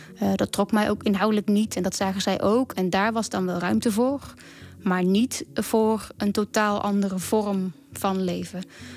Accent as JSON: {"language": "Dutch", "town": "Oorschot", "region": "North Brabant", "country": "Netherlands", "said": "Ik kom uit Oorschot, dat is een dorpje in Brabant. Ik ben uiteindelijk gaan studeren in Nijmegen."}